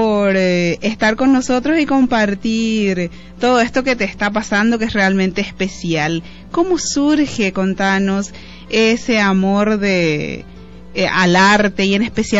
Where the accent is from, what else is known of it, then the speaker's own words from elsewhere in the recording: Paraguay; Nos sentimos también un poquito parte de todo tu triunfo como paraguayos, ya que estás llevando el nombre de nuestro querido Paraguay en alto